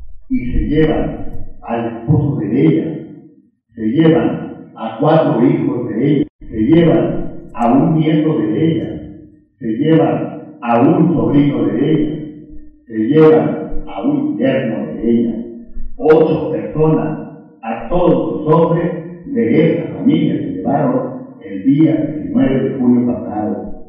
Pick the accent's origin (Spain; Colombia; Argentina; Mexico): Mexico; Chinamita, Chihuahua; yo soy un campesino de Chinamita, de Chihuahua